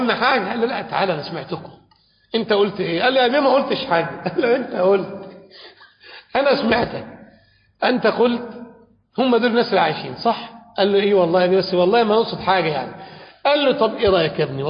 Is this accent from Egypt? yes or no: yes; Egypt; يقول بأن عندنا في مصر يعني بعض الناس الأثرياء